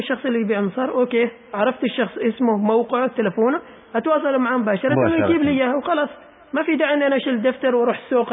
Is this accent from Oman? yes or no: yes; Oman; يا أخي أنا عماني، أنت لازم كعماني تدعمني